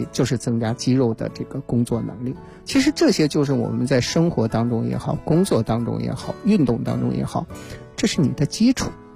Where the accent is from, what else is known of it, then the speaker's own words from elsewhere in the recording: Shanxi, China; 我是那个4月份呢去我的故乡山西啊，